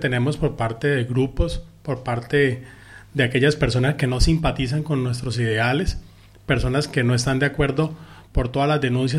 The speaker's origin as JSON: {"language": "Spanish", "town": "Piamonte", "region": "Cauca", "country": "Colombia", "said": "Vengo del municipio de Piamonte, Cauca, del departamento del Cauca, Colombia."}